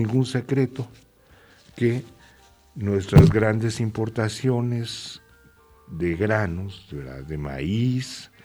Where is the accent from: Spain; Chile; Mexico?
Mexico; ¿qué nos queda a nosotros como mexicanos? Pues organizarnos.